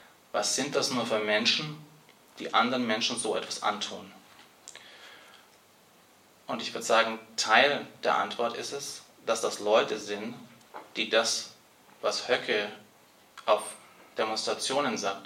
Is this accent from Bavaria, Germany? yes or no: yes; Bavaria, Germany; Ich bin in Bayern auf dem Dorf aufgewachsen